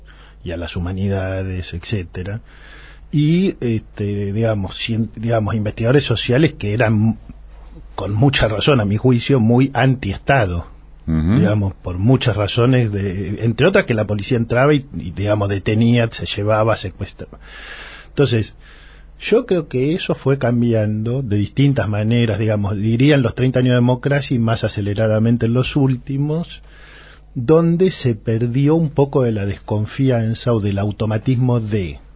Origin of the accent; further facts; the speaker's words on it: Argentina; yo soy un argentino, un antropólogo que trata de que los debates de las universidades no queden adentro de las universidades